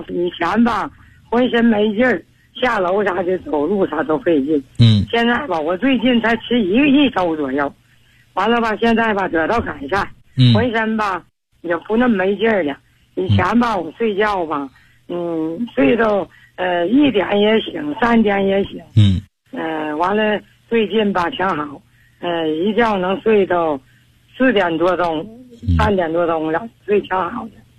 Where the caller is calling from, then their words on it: Changchun, Jilin, China; 我是长春的，